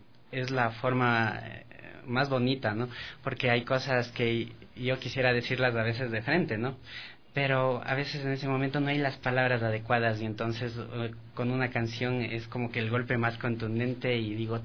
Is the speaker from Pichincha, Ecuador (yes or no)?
yes; Quito, Pichincha, Ecuador; tengo 27 años, soy quiteño, de Cepa.